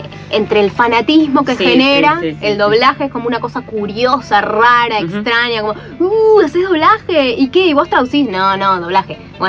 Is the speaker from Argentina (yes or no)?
yes; Buenos Aires, Argentina; accent: porteño; yo como argentina y ni siquiera digo yo porque tengo este acento porteño